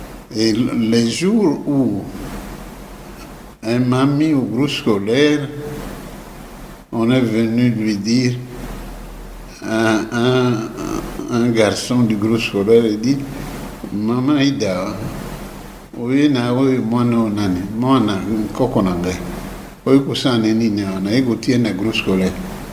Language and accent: French; Monkoto, Tshuapa, DR Congo; also born or lived in Libenge / Coquilhatville; J'ai grandi à Monkoto. Et puis, ma grand-mère vient me chercher à Monkoto pour venir au groupe scolaire de Coquilhatteville.